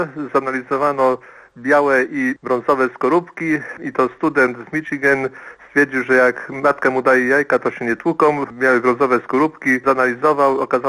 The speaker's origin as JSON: {"language": "Polish", "town": "Poznań", "region": "Greater Poland Voivodeship", "country": "Poland", "said": "No ja jestem towaroznawcą z Poznania, także wiem to na pewno."}